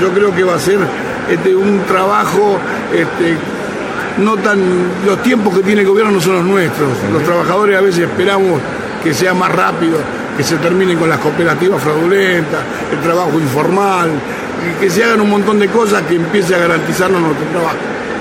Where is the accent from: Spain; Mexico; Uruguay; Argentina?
Argentina; yo siempre tuve confianza en que en un país como nuestro, como Argentina, que la carne es mundialmente conocida